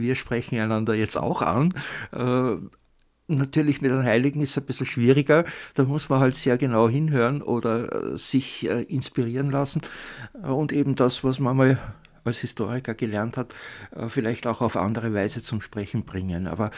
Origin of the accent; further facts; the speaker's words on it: Lower Austria, Austria; als Niederösterreicher, dessen Mutter Leopoldine heißt und dessen Großvater Leopold heißt